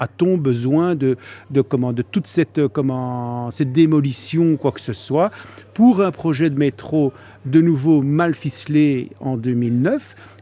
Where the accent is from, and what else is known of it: Brussels, Belgium; born or raised there